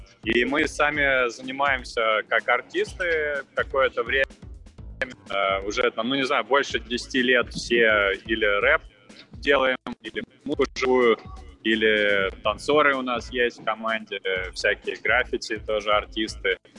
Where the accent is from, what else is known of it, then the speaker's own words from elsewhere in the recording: Moscow Oblast, Russia; now in Moscow, Russia; Я родом из Подмосковья, из ближайшего, сам сейчас в Москве базируюсь